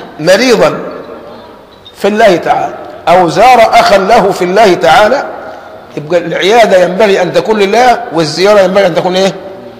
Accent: Egypt; عندنا كمصريين في اللازمة بتاعتنا

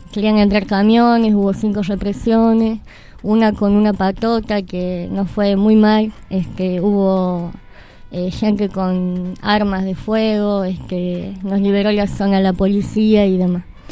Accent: San Martín, Argentina; now in Córdoba, Argentina; yo, como decía, soy de San Martín, pero vivo en Córdoba

